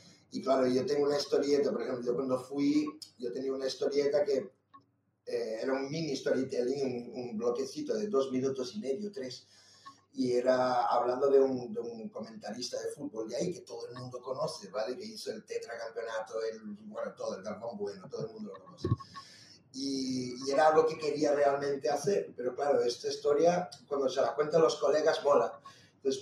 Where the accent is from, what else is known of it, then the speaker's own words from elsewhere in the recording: Brazil; Mira, obvio, yo vengo de Brasil, ahí ya el humor es un poquillo diferente, ¿no?